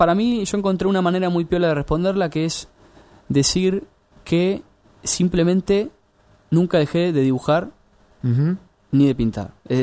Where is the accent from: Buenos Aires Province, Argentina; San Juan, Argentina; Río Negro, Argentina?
Buenos Aires Province, Argentina; Bahía Blanca; moved away as an adult; now in Buenos Aires, Argentina; Y me vine, bueno, yo soy de Bahía Blanca y me vine acá a Buenos Aires en el 2000.